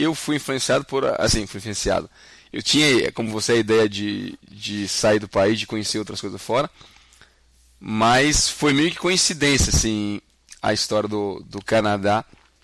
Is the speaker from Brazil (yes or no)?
yes; Rio Grande do Norte, Brazil; born there; also born or lived in Northeast Brazil / Fortaleza; eu sou nascido no Rio Grande do Norte, mas por coincidência foi onde eu menos morei na minha vida. O meu pai era militar, então a gente se mudava bastante de cidade em cidade. Eu morei bastante no Nordeste como um todo. E eu terminei em Fortaleza.